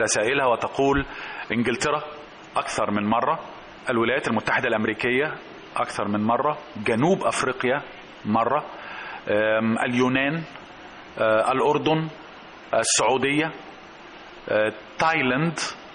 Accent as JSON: {"language": "Arabic", "town": "Alexandria", "region": "Alexandria Governorate", "country": "Egypt", "said": "فتجدي مثلا عندنا في الإسكندرية"}